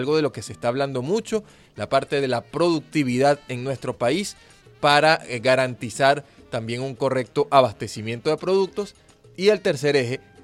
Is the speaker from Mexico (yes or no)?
no; Venezuela; nosotros como población venezolana